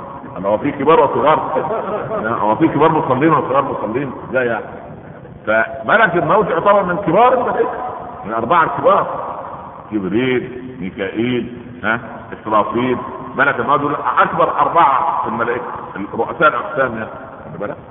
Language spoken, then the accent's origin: Arabic; Egypt; احنا عندنا في مصر كان لما التاجر يجد الحكايه من جايبه ثمنها